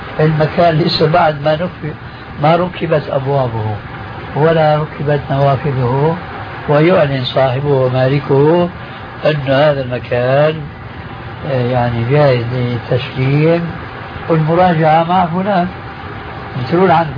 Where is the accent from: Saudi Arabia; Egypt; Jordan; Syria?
Syria; هذا التعامل ما يسمى بخلو رجل أو الفروية عندنا في سوريا